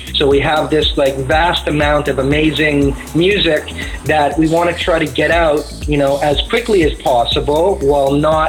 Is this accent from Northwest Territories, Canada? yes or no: no; Montreal, Quebec, Canada; growing up in Montreal, we heard a lot of his music on Turbo Recordings, which was also based in Montreal. So that's the kind of sound that we were kind of growing up with and learning about.